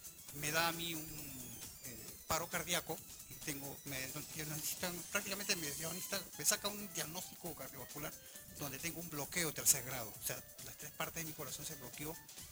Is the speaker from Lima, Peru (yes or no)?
no; Callao, Peru; yo soy un chalaco verdaderamente de corazón.